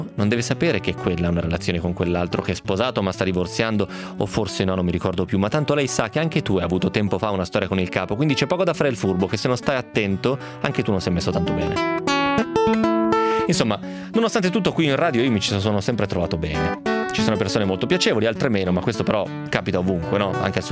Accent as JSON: {"language": "Italian", "town": "Novara", "region": "Piedmont", "country": "Italy", "said": "Probabilmente se fossi campano gli darei del voi, però visto che sono di Novara uso semplicemente il lei."}